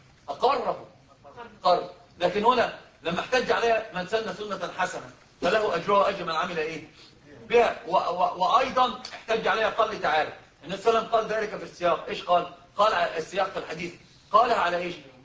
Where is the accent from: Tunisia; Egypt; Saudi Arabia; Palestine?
Egypt; Upper Egypt; احنا عندنا في الصعيد بيحلفوا بيه فاكرين القران